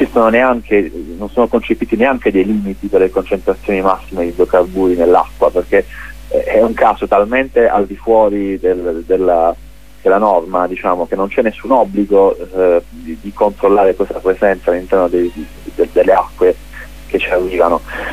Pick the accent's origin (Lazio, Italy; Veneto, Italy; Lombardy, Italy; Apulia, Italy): Apulia, Italy; Sicuramente come pugliesi chiediamo